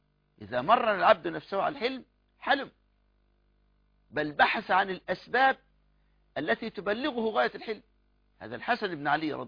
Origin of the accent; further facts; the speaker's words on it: Egypt; يعني هذا الغلام لو بعته بجنيه أقل عملة عندنا في مصر